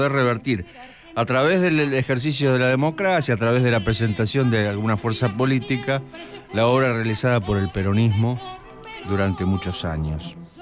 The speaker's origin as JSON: {"language": "Spanish", "country": "Argentina", "said": "esta coyuntura histórica que estamos viviendo como pueblo argentino"}